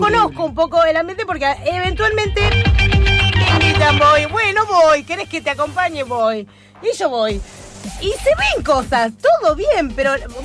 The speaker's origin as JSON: {"language": "Spanish", "region": "Buenos Aires", "country": "Argentina", "said": "Yo soy de Villa Crespo"}